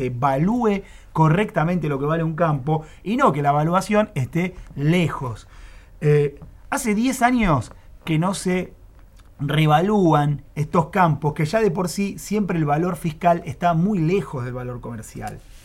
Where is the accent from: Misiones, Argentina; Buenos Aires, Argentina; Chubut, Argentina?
Buenos Aires, Argentina; así como los porteños hemos sufrido un aumento de impuestos del ABL